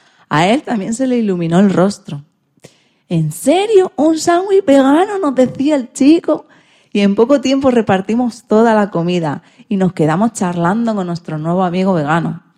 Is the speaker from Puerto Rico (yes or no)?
yes; Puerto Rico; o al menos en mi país, Puerto Rico.